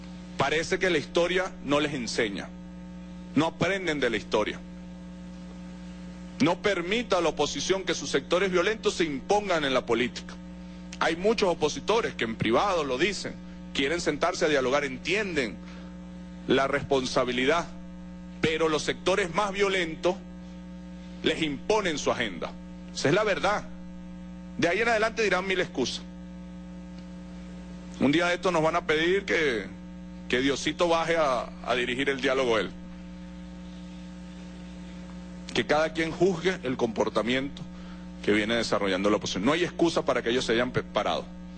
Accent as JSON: {"language": "Spanish", "country": "Venezuela", "said": "no nos podemos permitir como venezolanos"}